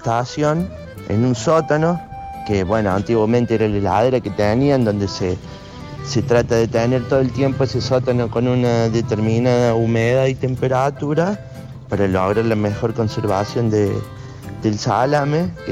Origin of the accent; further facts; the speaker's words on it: Colonia Caroya, Córdoba, Argentina; tengo 33 años, soy ciudadano de Colonia Carolla. Colonia Carolla es una ciudad que está ubicada 50 kilómetros hacia el norte de Córdoba capital. Fue fundada allá por el año 1878 por un grupo de inmigrantes friulanos.